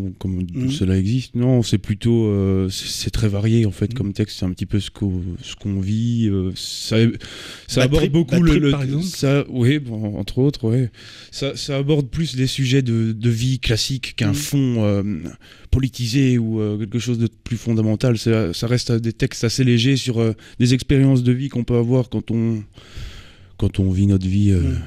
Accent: Virton, Wallonia, Belgium; On est de Virton tous les trois, dans, dans le coin de Virton.

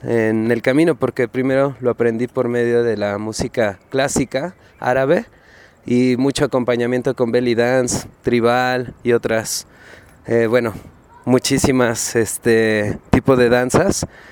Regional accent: Mexico; a pesar de que somos mexicanos, pero de distintos estados

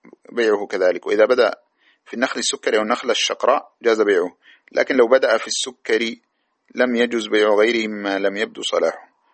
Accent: Sudan; وعندنا في السودان مثلا بركاوي والقنديلة والتمودة وهذه الأشياء

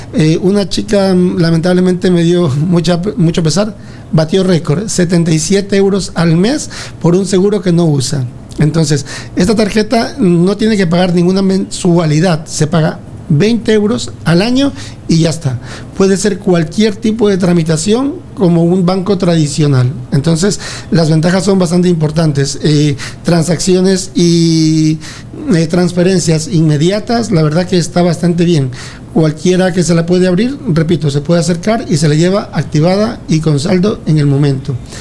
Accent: Ecuador; now in Spain; yo soy de Ecuador, orgullosamente ecuatoriano, aunque amo esta tierra, más de 22 años ya aquí en España, pero claro, uno no olvida sus raíces.

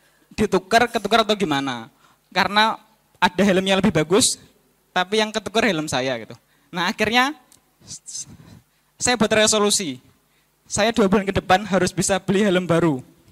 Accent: Madiun, East Java, Indonesia; asalnya dari Madiun.

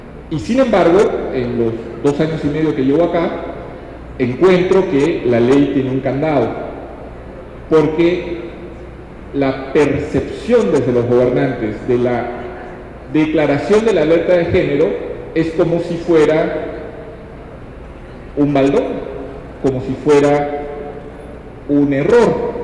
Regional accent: Peru; porque yo siendo peruano no quiero desaprovechar la oportunidad.

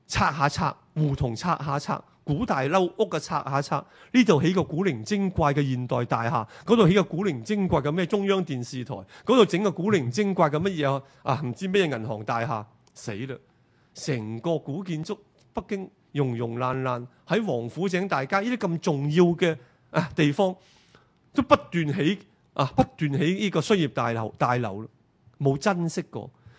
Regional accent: Hong Kong; 我唔係大陸人啊，我哋係香港人。We come from Hong Kong, we Hong Kongese

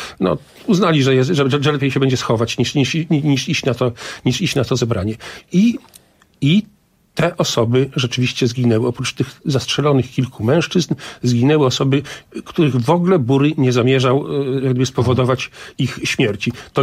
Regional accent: Podlaskie Voivodeship, Poland; Ja z Białostoczyzny mógłbym w tej chwili wymienić kilkanaście nazw wsi

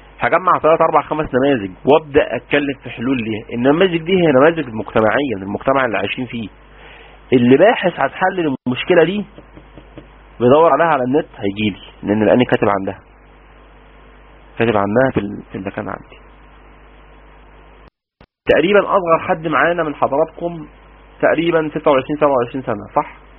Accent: Egypt; أولى إعدادي ده عندنا في مصر يعني 14، يعني 12 سنة

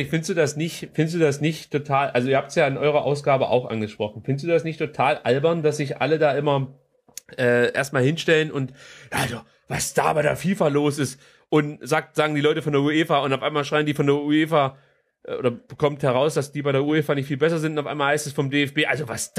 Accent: Stuttgart, Baden-Württemberg, Germany; Aus Stuttgart.

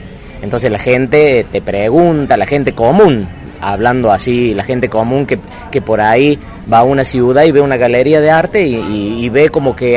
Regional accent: Villa Allende, Córdoba, Argentina; vengo de Villa Allende, de Córdoba.

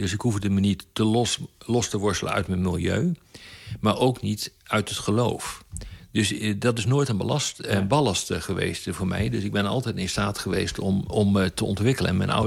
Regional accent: Zwolle, Overijssel, Netherlands; also born or lived in Dordrecht / Groningen / Leiden; Ik ben geboren in Dordrecht, ik ben opgegroeid in Zwolle. En vervolgens ben ik naar Groningen gegaan om te studeren. En daarna naar Leiden om verder te studeren.

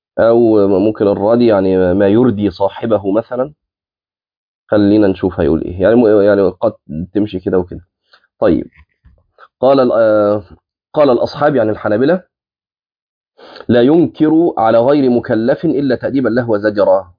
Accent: Egypt; من الامثال الجميله جدا عندنا في مصر

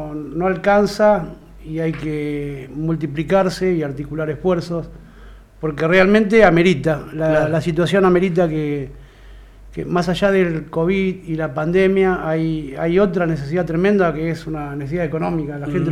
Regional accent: Cañuelas, Buenos Aires Province, Argentina; moved away; Pero cuando me fui de Cañuelas, yo me fui con una idea muy, muy marcada. Le dije a Dios, no me quiero morir sin hacer algo por mi ciudad.

